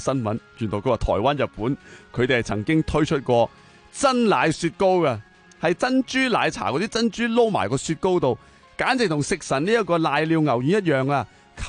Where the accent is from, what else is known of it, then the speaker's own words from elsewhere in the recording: Hong Kong; 几打中我哋香港人嘅一个生态噶